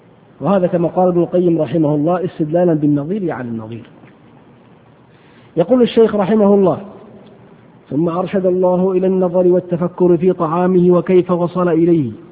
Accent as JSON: {"language": "Arabic", "region": "Hejaz", "country": "Saudi Arabia", "said": "والقت هو العلف الذي يسمى عندنا في الحجاز بالبرسين"}